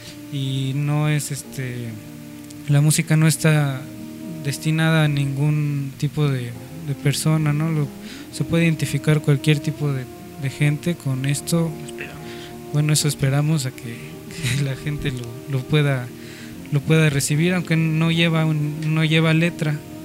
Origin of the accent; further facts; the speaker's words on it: Mexico City, Mexico; Nosotros que somos chilangos 100%, pues siempre estamos aquí en el ruido, el smog, los camiones.